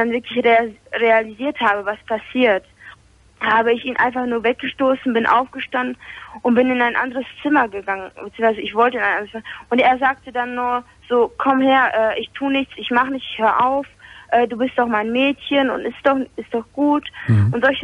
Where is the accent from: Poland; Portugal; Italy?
Poland; Das ist in Polen gewesen, weil ich bin Polin. Und auch polnische Abstammung halt